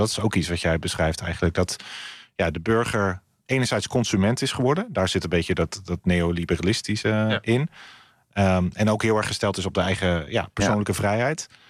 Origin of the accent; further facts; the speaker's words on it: Netherlands; dat we in Nederland wel specifiek heel snel iets hebben van, waar bemoei je je mee?